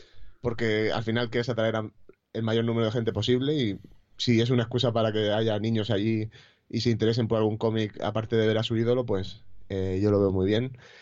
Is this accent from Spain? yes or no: yes; Orihuela, Valencian Community, Spain; yo soy de Orihuela, que más o menos somos alicantinos, pero murcianos de corazón